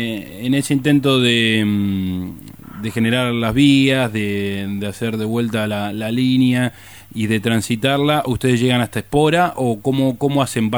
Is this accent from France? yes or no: no; Cañuelas, Buenos Aires Province, Argentina; Sí, yo soy de Cañuela, siempre lo comento. Incluso en la radio ya me hacen chistes por mencionar reiteradas veces que soy de esa ciudad